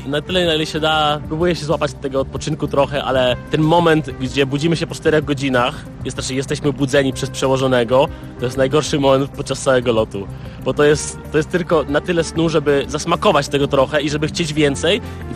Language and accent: Polish; Police, West Pomeranian Voivodeship, Poland; A dopiero co przyjechałem z Polic, z mojej małej wioski gdzieś tam pod Szczecinem.